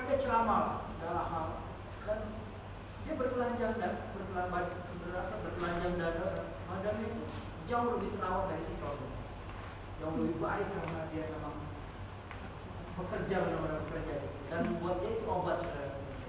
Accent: Depok, West Java, Indonesia; Saya orang Depok ya, tinggal di Depok, kuliah di Depok

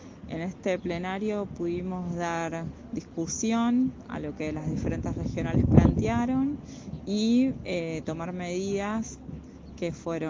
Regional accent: Lago Puelo, Chubut, Argentina; yo soy de Lago Puelo.

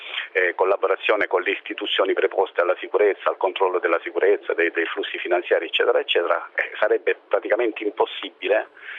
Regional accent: Lecce, Apulia, Italy; Prima di tutto perché sono di Lecce

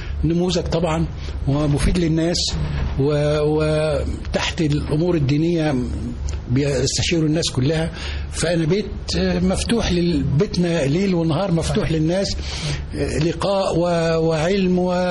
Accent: Dakahlia, Egypt; انا راجل من الريف، قرية جنب المنصورة، دخلت منية سندوب، دخلت المدرسة الأولية ثم الابتدائية ثم الثانوية ثم الجامعة.

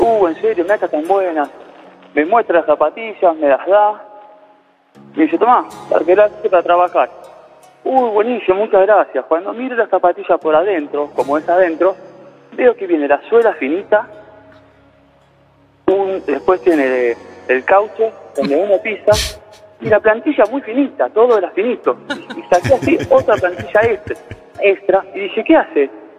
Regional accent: Buenos Aires, Argentina; De acá, del Abasto.

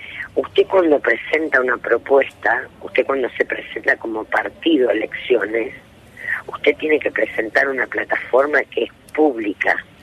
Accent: Santa Fe, Argentina; Yo soy santafesina.

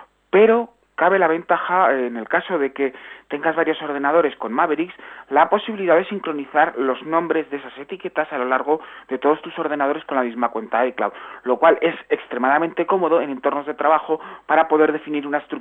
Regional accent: Aragon, Spain; yo soy aragonés y también se celebra en mi tierra este día como Día de la Región

